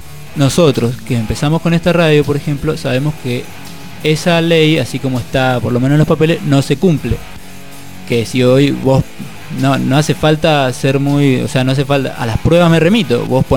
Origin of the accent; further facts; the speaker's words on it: Mendoza, Argentina; un programa que teníamos hace unos años en Mendoza, de donde soy oriundo, por si no se notó